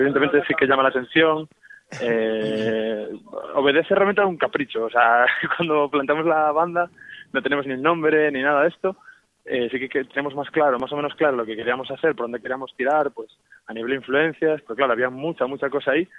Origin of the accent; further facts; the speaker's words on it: Vigo, Galicia, Spain; los 4 en este caso somos todos de Vigo